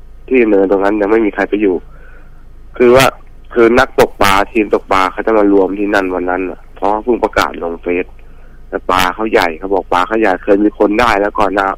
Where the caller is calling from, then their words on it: Ayutthaya, Phra Nakhon Si Ayutthaya, Thailand; อยุธยาครับผม